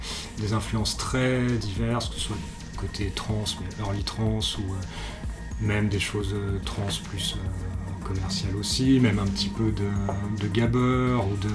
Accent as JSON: {"language": "French", "town": "Lyon", "region": "Auvergne-Rhône-Alpes", "country": "France", "tie": "born or raised there", "said": "Je suis originaire de Lyon, j'ai grandi ici."}